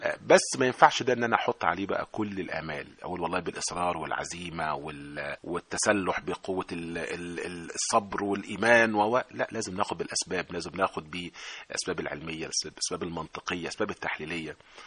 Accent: Egypt; زي احنا كده عندنا في مصر المدارس الصناعية

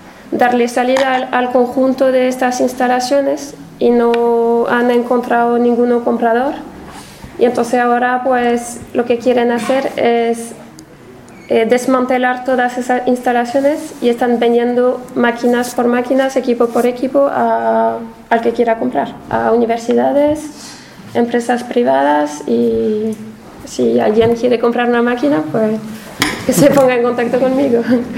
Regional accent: France; para alguien de fuera como yo vengo de Francia, era un poco sorprendente que una empresa tan grande y multinacional pues no tenga ninguna representación sindical

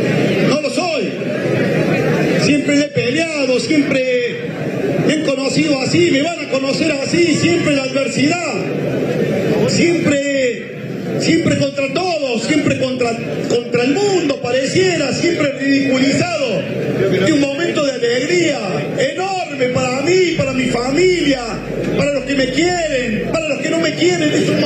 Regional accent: Córdoba, Argentina; Desde el corazón se lo digo como un cordobés orgulloso de este pueblo de Córdoba.

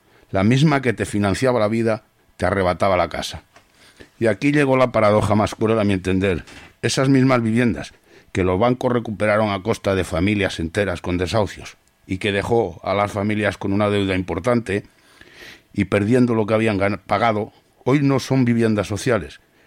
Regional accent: Madrid, Community of Madrid, Spain; Soy de Madrid, hace ya unos cuantos años, muy jovencito

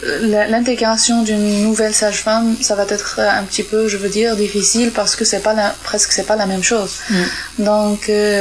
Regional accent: Morocco; chez nous, au Maroc, c'est médical

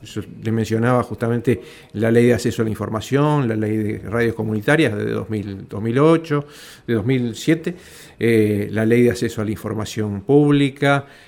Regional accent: Montevideo, Uruguay; Y yo soy del Cerro de Montevideo, de Uruguay

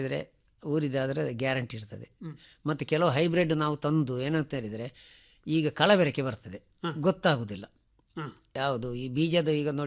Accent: Mangalore, Karnataka, India; ನಮ್ಮ ಮಂಗಳೂರು ಫುಡ್ಡು

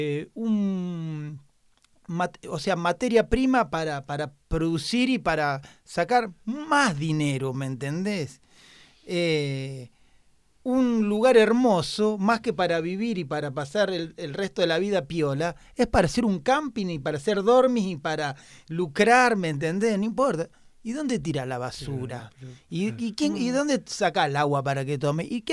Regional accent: Armstrong, Santa Fe, Argentina; Yo soy de un pueblo autofumigado que se llama Armstrong.

